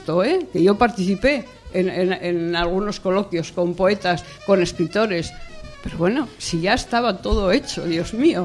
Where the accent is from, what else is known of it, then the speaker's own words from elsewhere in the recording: Asturias, Spain; soy una amante de Asturias y de todo lo que concierne a nuestra Asturias patria querida